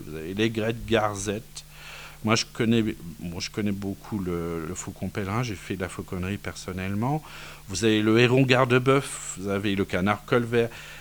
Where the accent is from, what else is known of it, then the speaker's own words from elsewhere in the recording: Grand Est, France; On est des Vosgiens et on vit et on lit entre Vosgiens.